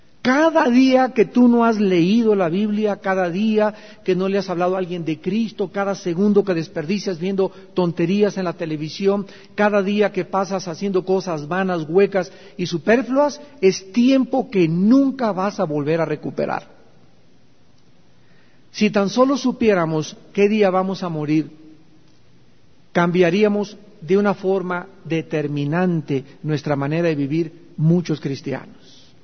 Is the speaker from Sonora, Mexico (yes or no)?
no; Chihuahua, Mexico; Y al llegar a los 30, como dicen en mi tierra, a Chihuahua, ¿cuánto apache?